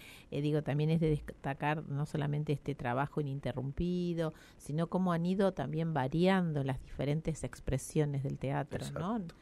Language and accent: Spanish; La Pampa, Argentina; Yo llegué regresé a la provincia de La Pampa en el año 91, en el 93 me instalé acá en Santa Rosa